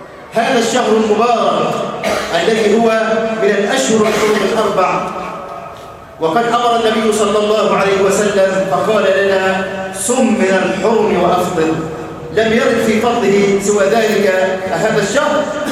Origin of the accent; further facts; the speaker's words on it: Egypt; اللهم اجعل بلدنا مصر أمنا أمانا سخاء رخاء